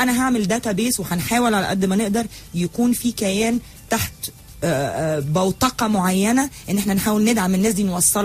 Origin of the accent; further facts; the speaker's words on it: Egypt; الحاجة اللي انا كمصرية في تاريخي كنت بعملها من 200-300 سنة